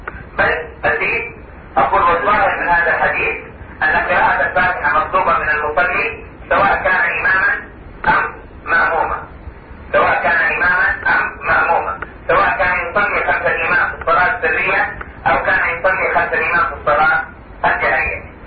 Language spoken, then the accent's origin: Arabic; Saudi Arabia; عندنا في المملكة العربية السعودية